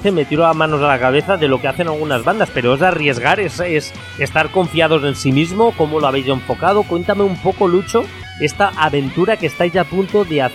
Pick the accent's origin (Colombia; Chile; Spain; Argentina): Spain; Valencia, Valencian Community; Barcelona y Valencia, que es de donde soy yo